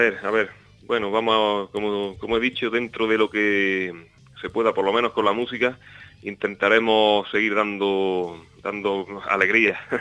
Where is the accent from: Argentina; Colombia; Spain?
Spain; Alamedilla, Andalusia; Está cerca de aquí, de mi pueblo. Es en Alamedilla, el pueblo se llama.